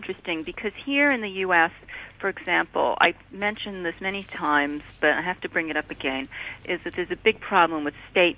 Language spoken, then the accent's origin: English; Ottawa, Ontario, Canada; I grew up in Ottawa, which is where a lot of this is coming from.